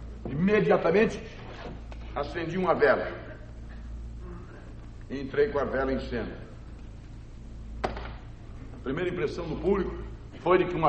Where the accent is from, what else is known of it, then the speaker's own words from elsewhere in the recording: Acre, Brazil; born there; Eu nasci no território do Acre. Aliás, quando eu digo que nasci no Acre, me perguntam logo o quê? Nasce gente lá?